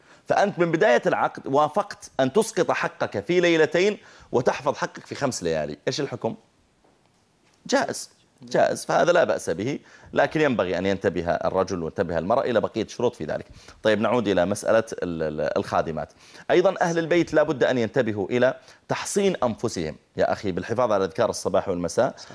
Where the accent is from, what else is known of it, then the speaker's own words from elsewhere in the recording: Saudi Arabia; هذا سمي عندنا في السعودية مسيار